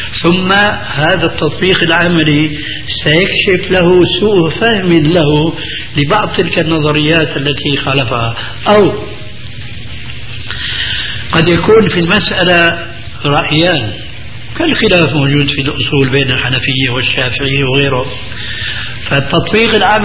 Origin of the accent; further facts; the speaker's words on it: Syria; والله يمكن فقيه مثل كان عندنا في الشام المفتي الذي قبل هذا